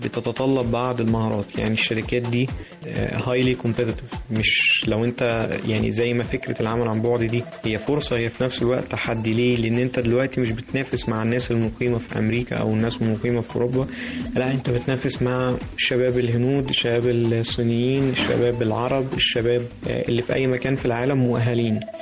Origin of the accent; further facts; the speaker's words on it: Egypt; لازم إحنا كشباب مصريين نكتنزها